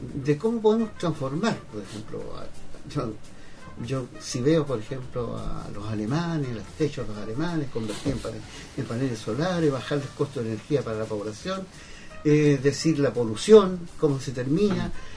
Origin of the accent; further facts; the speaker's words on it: Chile; tenemos que tomar un acuerdo como chilenos